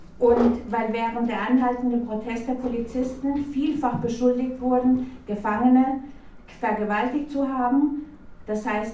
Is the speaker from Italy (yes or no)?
no; Chile; German is a second language; now in Germany; bin sehr froh, hier bei euch zu sein. Ich bin ursprünglich aus Chile, aber wie ihr hört, bin ich schon sehr lange hier.